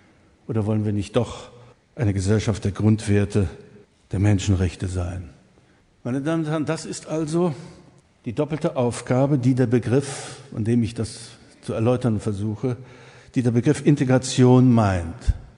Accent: East Germany, Germany; ich darf das als Ossi sagen

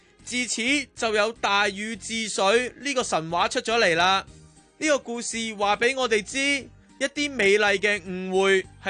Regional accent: Fujian, China; 我是来自福建的闽南语

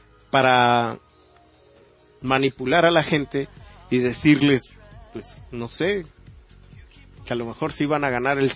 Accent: Mexico; que nos integre también como mexicanos.

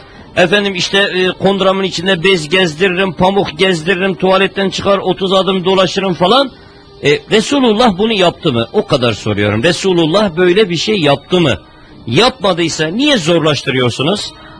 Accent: Şanlıurfa, Turkey; sonra doğduğum, büyüdüğüm yerler

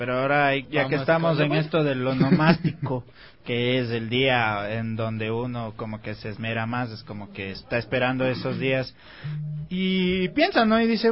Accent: Carchi, Ecuador; del Carchi, tierra linda.

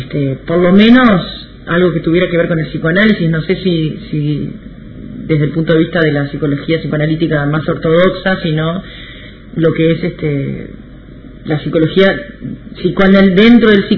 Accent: Paysandú, Uruguay; also born or lived in Montevideo; yo soy de Paysandú, del interior, y me tuve que volver a Paysandú porque pasaba en Montevideo sin clases y mis padres me llevaron otra vez para allá

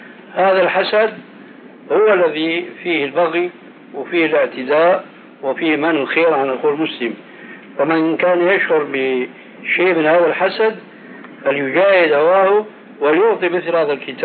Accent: Syria; كما هو الواقع في كثير من البلاد خاصة عندنا في سوريا

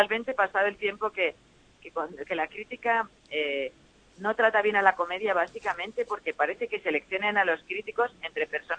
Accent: Valencia, Valencian Community, Spain; born there; Yo nací en Valencia.

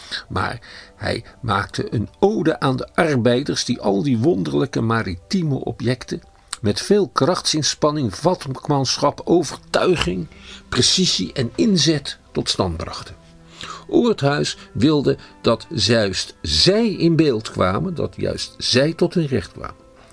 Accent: Schiedam, South Holland, Netherlands; ik ben een Schiedammer van een zekere leeftijd. Toen ik opgroeide, was het bij ons al lang niet meer zo'n Jeneverstad meer.

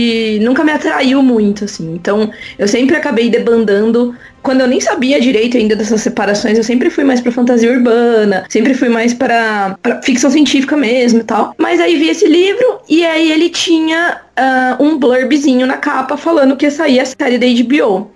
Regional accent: Campinas, São Paulo, Brazil; Fui lá pra uma livraria aqui de Campinas, sou de Campinas, né?

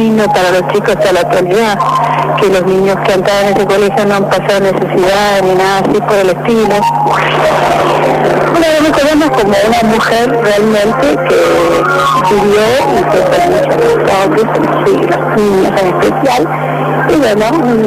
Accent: Mendoza, Argentina; yo soy de Mendoza

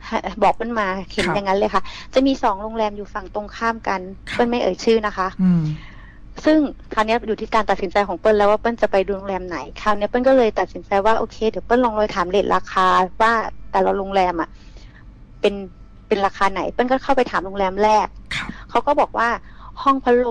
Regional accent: Bangkok, Thailand; หนูอาจจะเป็นคนกรุงเทพที่หนูไม่ค่อยได้เห็นนะค่ะ

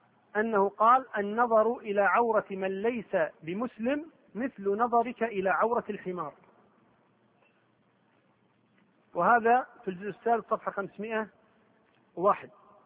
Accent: Kuwait; قبل كم يوم واحدة عندنا في الكويت والدة تسعة

